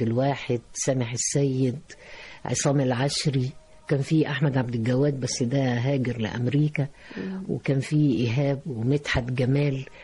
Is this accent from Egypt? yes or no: yes; Egypt; في النهاية احنا بنحمل جوانا، انا مش عايز اقول الشركسي وإلى آخره، لكن عايز اقول ان انا مصرية 100%.